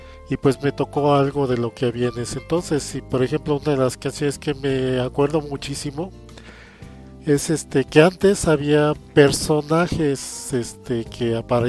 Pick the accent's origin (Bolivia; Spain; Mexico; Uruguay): Mexico; Pues como todo mexicano, todo niño mexicano de ese entonces, pues me acuerdo bien de las canciones más famosas